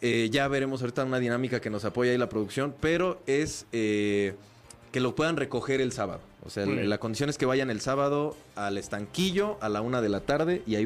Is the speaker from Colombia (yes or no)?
no; Mexico; lo mío para englobarnos a todos, ¿no? Como mexicanos, justo.